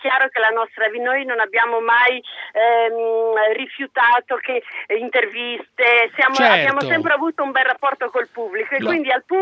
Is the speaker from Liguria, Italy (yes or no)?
yes; Genoa, Liguria, Italy; io sono genovese, nata, vissuta in via Giovanni Torti